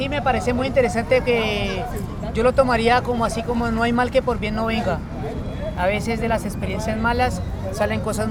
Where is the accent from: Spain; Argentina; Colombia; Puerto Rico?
Colombia; Cali, Valle del Cauca; soy bien caleño, original de acá, bien salsero